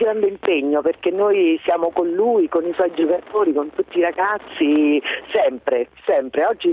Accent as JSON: {"language": "Italian", "town": "Frosinone", "region": "Lazio", "country": "Italy", "said": "Buongiorno, io sono di Frosinone"}